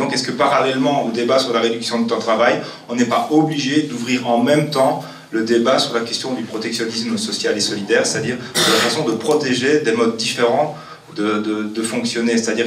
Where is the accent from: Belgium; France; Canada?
Belgium; Liège, Wallonia; moi je viens de Liège